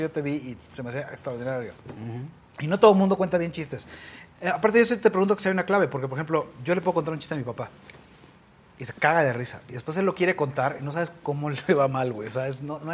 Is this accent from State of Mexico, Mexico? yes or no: yes; State of Mexico, Mexico; Pues yo soy del Estado de México.